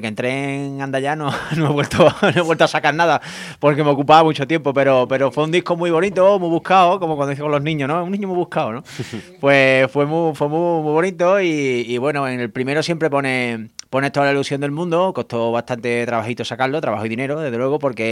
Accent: Córdoba, Andalusia, Spain; Y mira que yo soy de Córdoba y debería estar acostumbrado

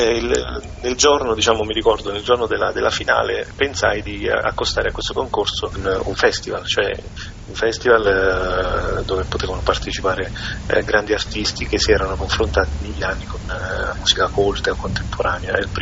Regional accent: Eboli, Campania, Italy; io non sono di Parma, sono di Eboli, provincia di Salerno.

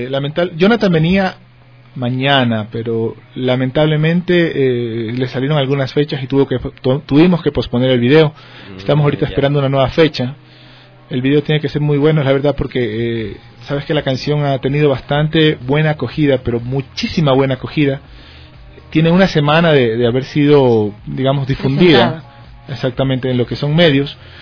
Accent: Guayaquil, Guayas, Ecuador; Yo soy guayaquileño. Pero por diferentes temas en la vida. Me ha tocado vivir en bastantes ciudades. De hecho, a Dios gracias, conozco casi todo el Ecuador

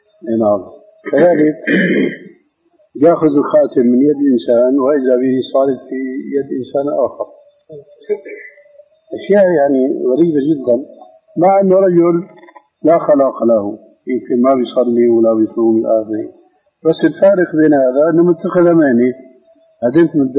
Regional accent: Damascus, Damascus Governorate, Syria; في ناس عندنا في دمشق يعمل حلقه

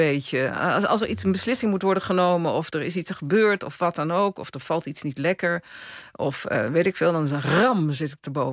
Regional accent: Netherlands; now in Italy; Als iets is wat ik geleerd heb in Italië als Nederlander... is dat wij veel te veel dingen door- en uitpraten.

